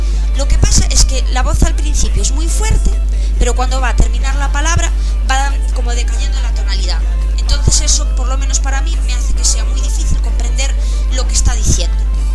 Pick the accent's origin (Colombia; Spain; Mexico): Spain; Galicia; primero, como buena gallega que sale en un programa, para saludar.